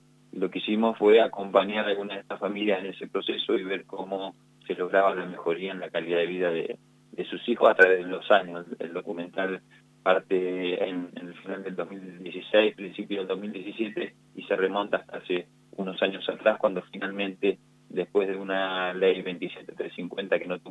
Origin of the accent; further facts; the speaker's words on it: Trenque Lauquen, Buenos Aires Province, Argentina; yo estoy en Trenquelauquen, yo soy oriundo de Trenquelauquen, estoy cerquita